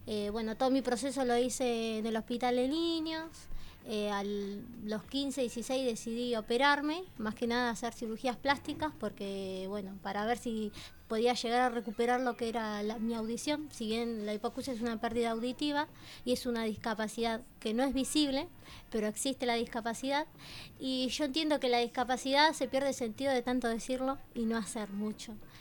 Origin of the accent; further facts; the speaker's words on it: Berisso, Buenos Aires Province, Argentina; Bueno, tengo 28 años, soy de Berisso